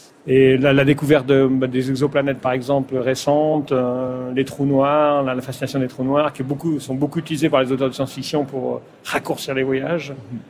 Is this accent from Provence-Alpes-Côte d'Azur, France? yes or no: no; Pays de la Loire, France; born there; first language patois; French is a second language; je suis né en Vendée, ce qui explique aussi le séminaire. Et la langue, le patois, j'ai parlé patois jusqu'à l'âge de 10 ans, effectivement, et à l'école, j'ai appris le français.